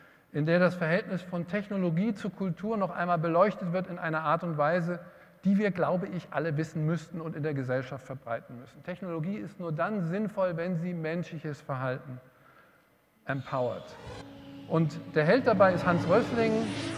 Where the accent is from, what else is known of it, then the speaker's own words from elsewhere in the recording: Hesse, Germany; mein Heimatland Hessen auch